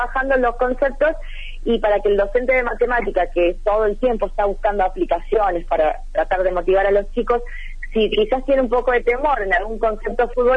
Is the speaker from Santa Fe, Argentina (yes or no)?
yes; Ceres, Santa Fe, Argentina; now in Santa Fe, Argentina; Yo soy de Ceres, uh-huh. Es una ciudad de la provincia de Santa Fe, pero uh-huh. Estoy trabajando y viviendo en Santa Fe hace años.